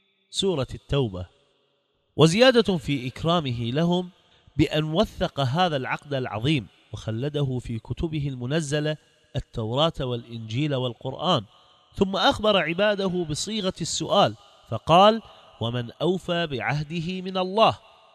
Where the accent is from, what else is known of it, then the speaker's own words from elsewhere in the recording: Iraq; أصبح الجهاد عندنا في العراق